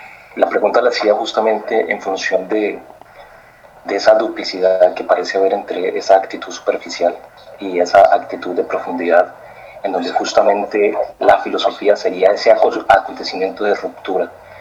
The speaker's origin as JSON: {"language": "Spanish", "country": "Colombia", "said": "Yo soy colombiano, sí, y en Colombia nos rasgamos las vestiduras por los asesinatos"}